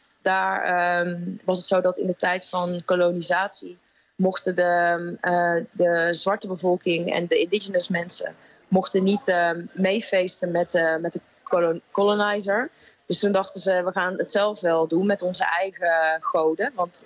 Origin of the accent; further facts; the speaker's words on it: North Brabant, Netherlands; Nou, ik ben opgegroeid in Brabant.